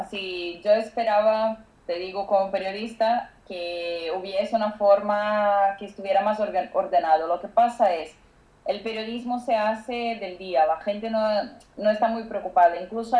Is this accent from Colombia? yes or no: no; Brazil; Spanish is a second language; Perdona por mi castellano, es que soy brasileña, entonces me cuesta